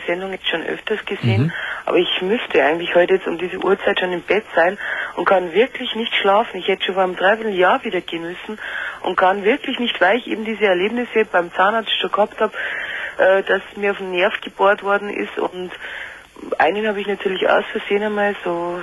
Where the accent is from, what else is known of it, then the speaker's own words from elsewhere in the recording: Munich, Bavaria, Germany; Also ich komme aus München